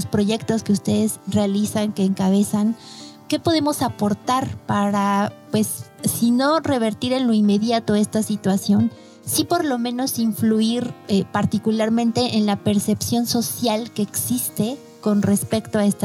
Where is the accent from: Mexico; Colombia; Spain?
Mexico; Una es nosotros como mexicanos, ¿cómo la percibimos?